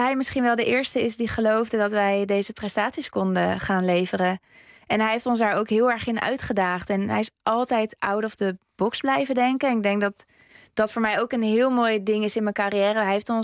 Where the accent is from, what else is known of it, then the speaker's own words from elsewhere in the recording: Zoetermeer, South Holland, Netherlands; moved away; op een gegeven moment heb ik dan wel de keuze gemaakt om van Zoetermeer, waar ik opgegroeid ben, naar Heerenveen te verhuizen